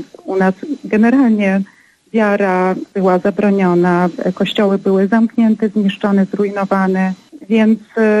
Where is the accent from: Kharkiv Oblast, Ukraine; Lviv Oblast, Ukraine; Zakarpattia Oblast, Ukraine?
Zakarpattia Oblast, Ukraine; now in Poland; bo ja pochodzę z Zakarpacia. I oczywiście śpiewamy węgierskie kolędy. A ponieważ dzisiaj mieszkam już w sumie od 25 lat mieszkam w Polsce